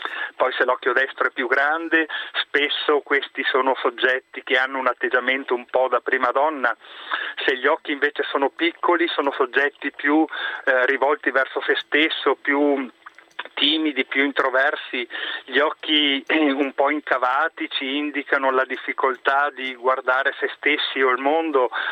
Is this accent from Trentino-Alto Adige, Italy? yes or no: no; Veneto, Italy; accent: Venetian; sono 20 anni che sono qui in Lombardia e ancora mi dicono che ho l'accento veneto.